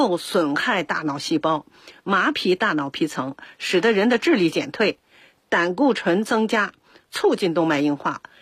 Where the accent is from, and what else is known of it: China